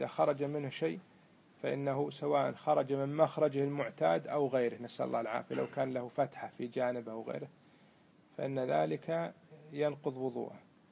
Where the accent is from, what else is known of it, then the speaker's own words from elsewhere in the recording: Kuwait; يسمونه عندنا بالكويت إيش؟ بدمغة،